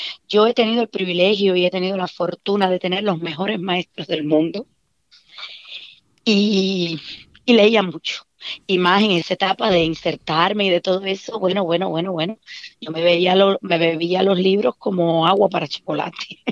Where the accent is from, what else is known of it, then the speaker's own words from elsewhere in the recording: Cuba; moved away; yo recito unos poemas de mi tierra. de autores de mi tierra, de Nicolás Guillén, de José Martí